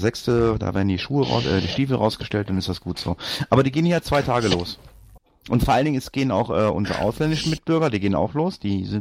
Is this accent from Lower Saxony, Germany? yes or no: yes; Lower Saxony, Germany; ich bin auch Niedersachse.